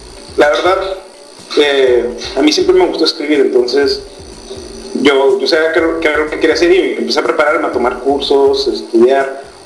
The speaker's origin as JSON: {"language": "Spanish", "town": "Monterrey", "region": "Nuevo León", "country": "Mexico", "said": "yo soy de Monterrey"}